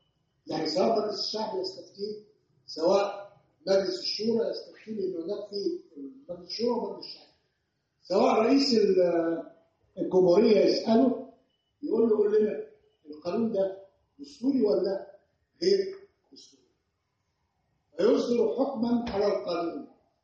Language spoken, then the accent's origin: Arabic; Egypt; بتكلم بالامثله الوضع عندنا في مصر. عندنا وضع في مصر القاضي ما بيتعرضش للدستوريه